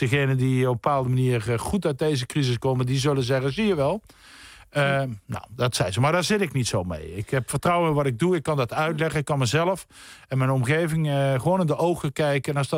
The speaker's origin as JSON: {"language": "Dutch", "town": "Nuth", "region": "Limburg", "country": "Netherlands", "said": "ik kom uit Zuid-Limburg, het Nut, een dorpje bij Heerlen. Er is geen zee of meer in de buurt."}